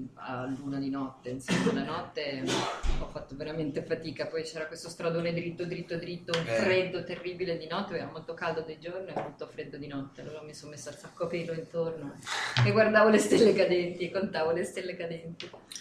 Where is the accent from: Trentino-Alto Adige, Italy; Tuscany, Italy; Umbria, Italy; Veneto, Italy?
Veneto, Italy; Io sono adottata toscana da 25 anni.